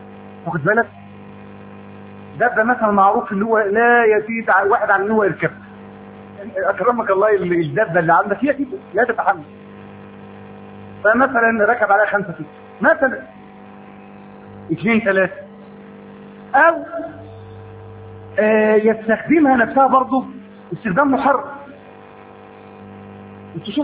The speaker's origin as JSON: {"language": "Arabic", "country": "Egypt", "said": "كان الحرر الاجتماعي عندنا في مصر"}